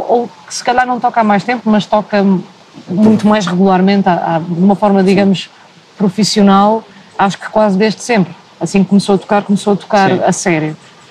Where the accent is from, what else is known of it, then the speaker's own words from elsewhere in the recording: Porto, Portugal; now in Lisbon, Portugal; Eu sou do Porto.